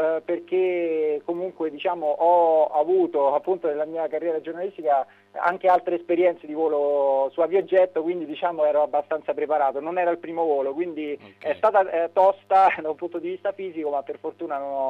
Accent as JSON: {"language": "Italian", "town": "Rome", "region": "Lazio", "country": "Italy", "said": "io sono di Roma, quindi diciamo ho la fortuna di vederle quantomeno sorvolare"}